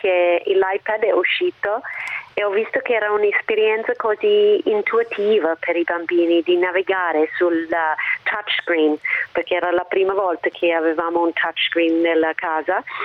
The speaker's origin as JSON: {"language": "Italian", "country": "Australia", "second_language": "Italian", "lives_now": "Italy", "said": "io ho una laurea dall'Australia, sono australiana, che si sente"}